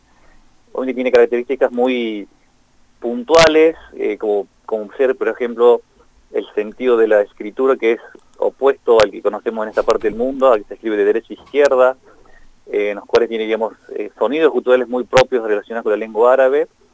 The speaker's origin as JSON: {"language": "Spanish", "country": "Syria", "second_language": "Spanish", "moved": "yes", "lives_now": "Córdoba, Argentina", "said": "Bien, soy de Siria, así, bueno, ya varios tiempos que vivo aquí, precisamente en Córdoba, Argentina."}